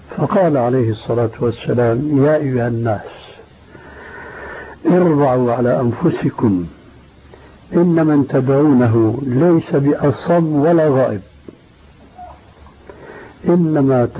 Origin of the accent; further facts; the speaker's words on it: Syria; لكن النوبات مستعملة عندنا في سوريا